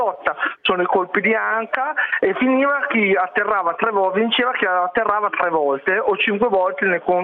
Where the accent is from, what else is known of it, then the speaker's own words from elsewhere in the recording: Reggio Emilia, Emilia-Romagna, Italy; non sono sardo, sono reggianissimo.